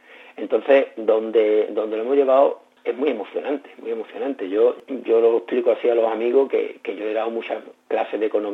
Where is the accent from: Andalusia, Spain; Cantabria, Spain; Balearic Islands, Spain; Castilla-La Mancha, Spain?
Andalusia, Spain; Morón de la Frontera; estuvo en mi pueblo, en Morón de la Frontera, en 1998, en el siglo XX